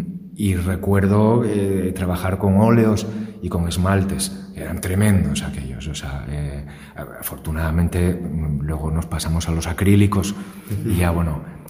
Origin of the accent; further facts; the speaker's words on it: Asturias, Spain; Crecí en Asturias. Asturias es una tierra de mito y leyenda.